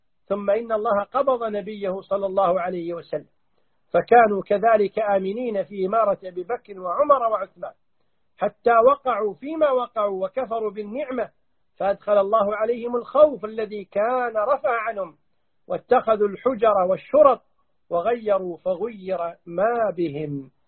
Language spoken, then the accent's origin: Arabic; Kuwait; ونحن ولله الحمد نعيش في الكويت بأمان، نسير من بلدنا الكويت